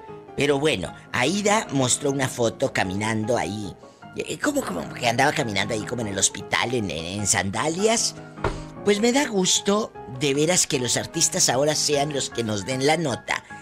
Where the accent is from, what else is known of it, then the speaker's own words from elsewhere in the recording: Matamoros, Tamaulipas, Mexico; Un saludo para mi gente en Matamoros, Tamaulipas, que nos están escuchando en mi tierra en bastante.